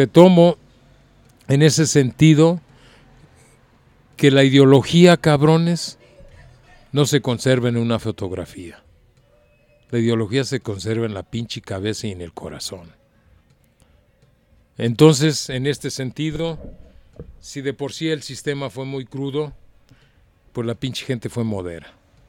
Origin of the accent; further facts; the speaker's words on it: Guadalajara, Jalisco, Mexico; qué desgracia, como ciudadano tapatío.